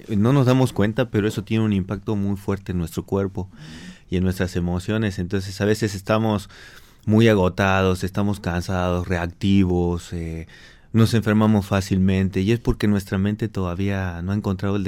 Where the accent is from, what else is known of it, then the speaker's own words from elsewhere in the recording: Argentina; Yo vengo de Argentina.